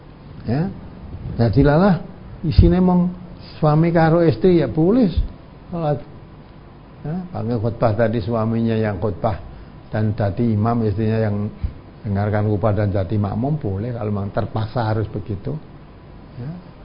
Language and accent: Indonesian; Java, Indonesia; Tentu gelangnya tidak seperti gelang kita orang Jawa